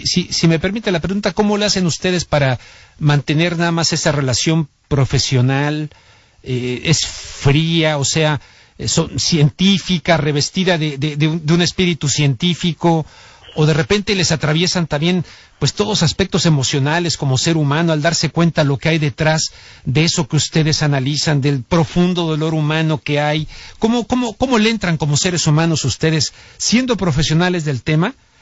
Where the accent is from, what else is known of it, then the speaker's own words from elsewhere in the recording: Mexico; como mexicano que soy